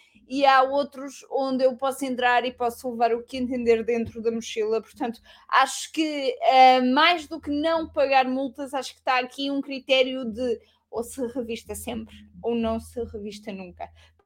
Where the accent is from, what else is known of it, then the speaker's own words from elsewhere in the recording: Lisbon, Portugal; eu sou daqui de Lisboa, portanto tenho uma vantagem maior nesse sentido.